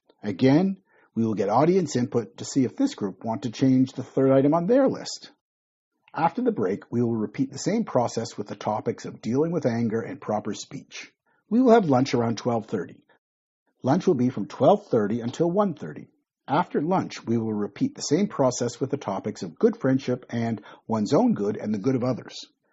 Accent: Toronto, Ontario, Canada; moved away as an adult; now in Malaysia; I am Canadian. I was born and grew up in Toronto. I have lived in Malaysia for more than 25 years. Malaysia is now my home.

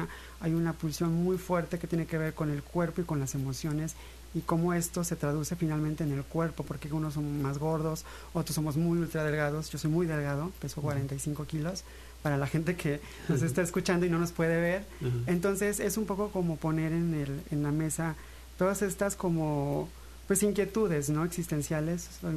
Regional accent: Pánuco, Veracruz, Mexico; Justo Pánuco en el extremo norte, somos ya más tamaulipecos a veces, uh-huh, por esta relación geográfica, que veracruzanos inclusive

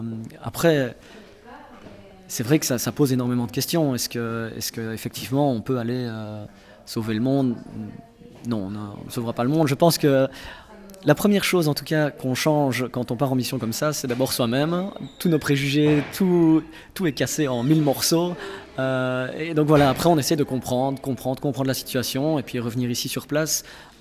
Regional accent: Liège, Wallonia, Belgium; Je viens de Liège.

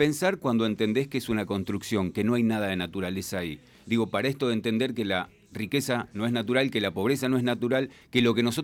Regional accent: Argentina; born there; nuestra identidad está fijada porque nacimos en la Argentina

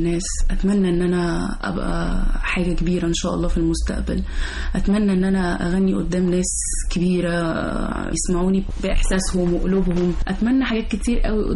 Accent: Alexandria, Alexandria Governorate, Egypt; now in Cairo, Egypt; أنا أول نشأت تعلمت في اسكندرية، بحر اسكندرية هو اللي خلاني بقيت في المكان اللي أنا فيه دلوقتي ده.

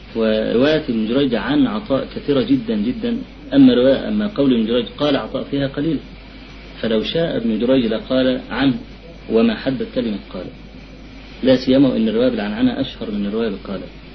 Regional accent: Egypt; هو في عندنا في مصر أخ أتى من عندكم وأشاع مقالة

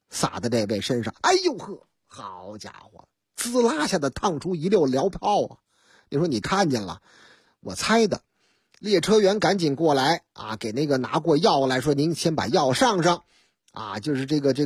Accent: Beijing, China; 说您哪人啊？我是北京的。

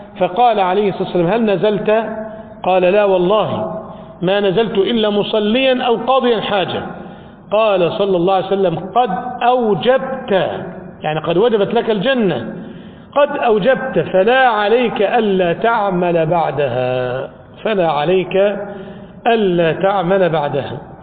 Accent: Egypt; ذهب إلى الإسكندرية عندنا في مصر

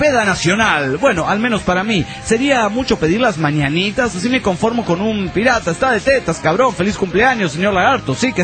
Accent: Cerro Azul, Veracruz, Mexico; cuando era niño, corría el año 1986, yo vivía en un pueblo, en mi pueblo natal, llamado Cerro Azul, en Veracruz.

